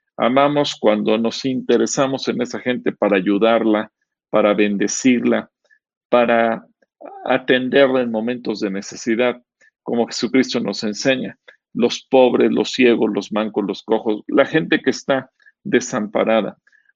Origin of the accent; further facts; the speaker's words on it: Mexico; todos tenemos el concepto de nuestra propia cultura como mexicanos